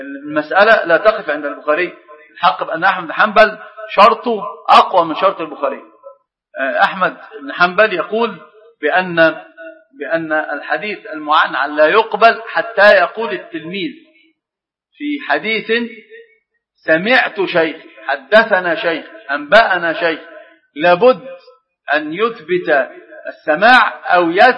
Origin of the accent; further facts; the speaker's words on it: Egypt; لكن أتكلم على كمصريين، يعني في حاجة عندنا